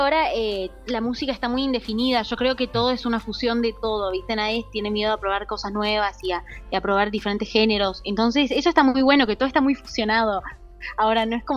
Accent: Tucumán, Argentina; Así es, bueno, soy tucumana.

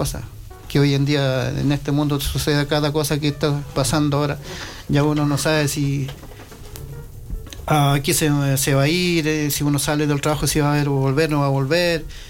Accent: Quilaco, Biobío, Chile; born there; en mi comunidad, por ejemplo, que se llamaba Quilaco, donde yo nací

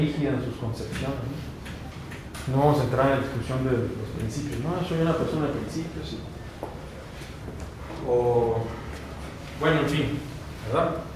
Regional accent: Baja California, Mexico; moved away; las leyes yo soy de Baja California, las leyes de Baja California tienen el mismo rango constitucional que las federales

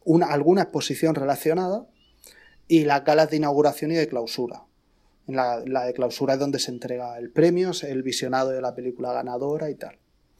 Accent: Region of Murcia, Spain; En la región de Murcia, que es de donde yo soy, en ningún cine.

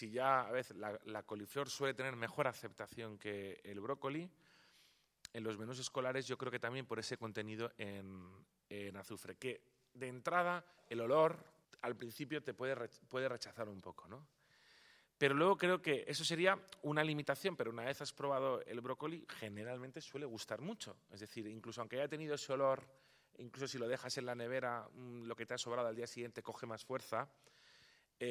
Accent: Palma, Balearic Islands, Spain; accent: Castilian; moved away as an adult; now in Pamplona, Spain; de origen o natural de Palma de Mallorca, de padre italiano y de madre mallorquina. Pero vaya, yo ya nací en Palma de Mallorca, por lo que ven mi acento es totalmente castellano, no tengo acento italiano.

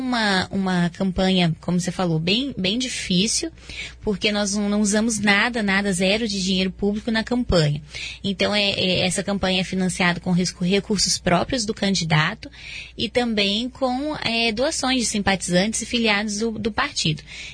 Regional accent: Vila Velha, Espírito Santo, Brazil; born there; also born or lived in Rio de Janeiro / Paraná; now in Foz do Iguaçu, Brazil; Eu nasci em Vila Velha, no Espírito Santo. Saí do Espírito Santo em 2008. Fui para o Rio de Janeiro. Estudei medicina na Universidade Federal Fluminense. Quando me formei, vim para o Paraná e trabalhei no Sudoeste.

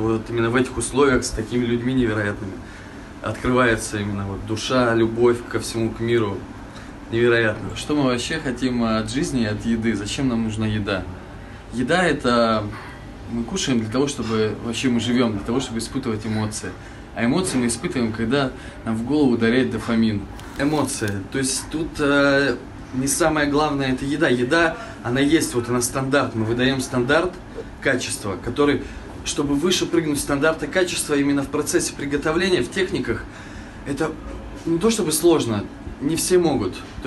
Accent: Omsk, Omsk Oblast, Russia; now in Asti, Italy; я из Омска. Попал сюда по счастливой случайности. Я приехал сюда учиться на север Италии, в Пьемонт, в Асти.

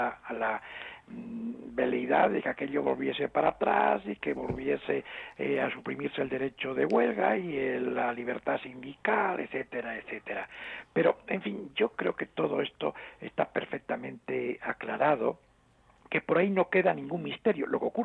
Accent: Asturias, Spain; en mi pueblo, en una ciudad pequeña de Asturias

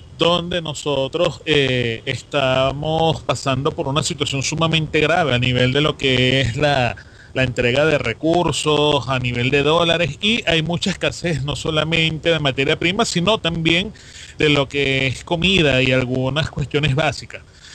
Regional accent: Venezuela; todavía no tienen la concepción de lo que somos como venezolanos

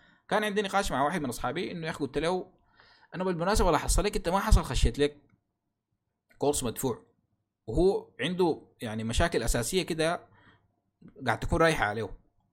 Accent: Sudan; للأسف بنلقى حتى يعني عندنا في السودان حتى الإعلانات بتاعت الكورسات بتكون من صور من النت

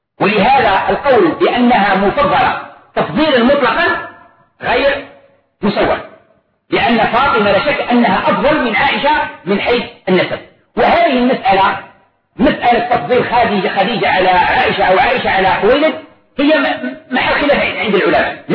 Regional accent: Algeria; طبق معروف عندنا في الجزائر وفي غير الجزائر

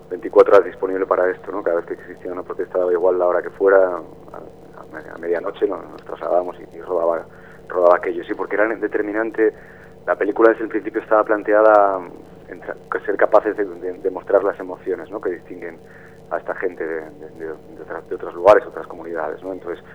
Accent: Gijón, Asturias, Spain; yo soy de Gijón, no soy de Las Cuencas, pero de un barrio que se llama La Calzada, que es tradicionalmente obrero, donde estaban los astilleros.

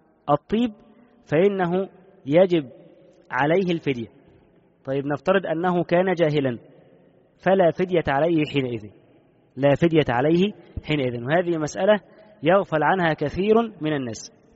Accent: Egypt; خصوصا حتى عندنا في مصر هنا

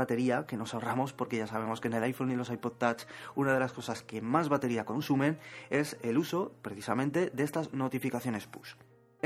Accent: Zaragoza, Aragon, Spain; Yo soy de Zaragoza y aquí un paisano mío

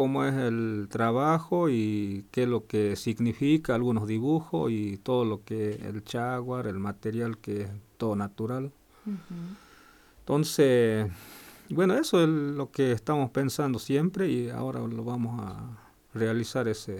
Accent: Argentina; somos, digamos, de la Argentina, y siempre pienso y algunos no pueden llegar a donde estamos, y en realidad somos mucha etnia.

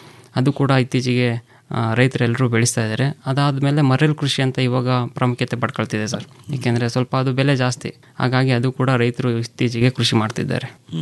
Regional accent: Mandya, Karnataka, India; ನಾನು ಮೂಲತಃ ಮಂಡ್ಯದವನು, ಮೈಸೂರು ಮಂಡ್ಯ

